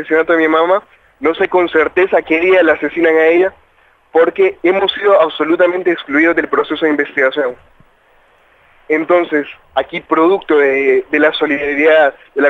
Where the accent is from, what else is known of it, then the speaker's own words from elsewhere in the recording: Honduras; nosotros, como hondureños y como parte de movimientos sociales de Honduras